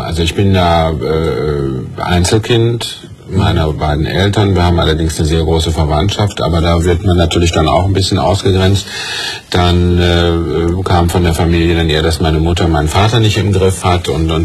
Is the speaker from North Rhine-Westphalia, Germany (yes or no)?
yes; Mülheim an der Ruhr, North Rhine-Westphalia, Germany; born there; Ich bin ja geboren in Mühl am Ruhr.